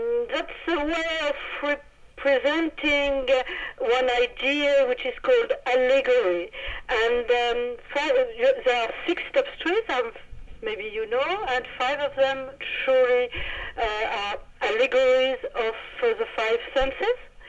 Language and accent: English; France; accent: French; English is a second language; I hope my awful French accent was not too much difficult to understand, and I hope I didn't make too much, too many mistakes speaking English.